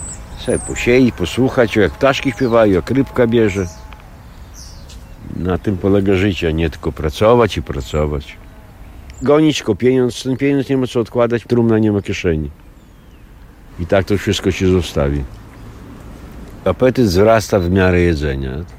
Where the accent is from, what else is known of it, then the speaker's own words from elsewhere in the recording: Białystok, Podlaskie Voivodeship, Poland; born there; Rodzice też z Białegostoku. Ja tu się urodziłem na starej monopolowej. Mieszkałem na Mickiewicza, a teraz obecnie na Bema mieszkam. To trzecia dzielnica już.